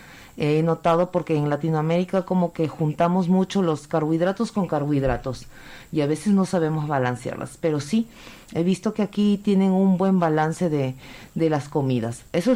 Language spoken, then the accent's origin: Spanish; Peru; En mi país no se encuentra mucho el respeto a las autoridades. Aquí respetan mucho a las autoridades y las autoridades se dan mucho a respetar. Eso me impresiona mucho porque en Perú no encontramos ese respeto hacia la autoridad